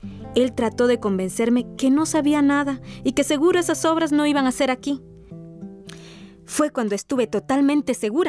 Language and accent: Spanish; La Pochota, Veracruz, Mexico; born there; Yo nací aquí, en La Pochota, municipio de Amatlán de los Reyes, Veracruz.